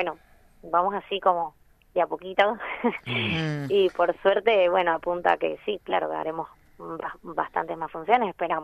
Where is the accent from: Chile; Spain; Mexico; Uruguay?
Spain; Canary Islands; now in Argentina; No, no, soy de las Islas Canarias.